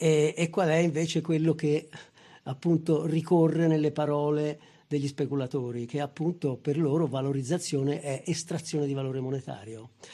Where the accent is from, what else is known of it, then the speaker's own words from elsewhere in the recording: Loro Ciuffenna, Tuscany, Italy; certamente anche il mio paese, Loro Ciuffenna e tanti luoghi del Prato Magno